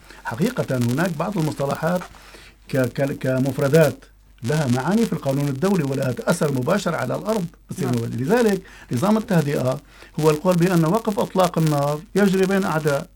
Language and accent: Arabic; Syria; طبعا نحن عندنا بسوريا